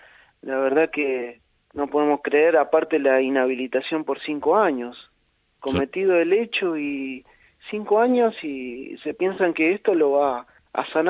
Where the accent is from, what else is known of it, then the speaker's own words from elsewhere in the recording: Argentina; no hay un fallo en el país durante todo nuestra historia como pueblo argentino